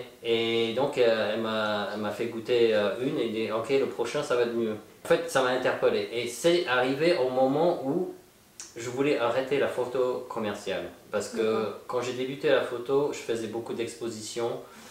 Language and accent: French; Santa Fe, New Mexico, United States; French is a second language; moved away as an adult; now in Paris, France; Alors bon, bah, je suis américain. Je viens de Santa Fe, Nouveau-Mexique.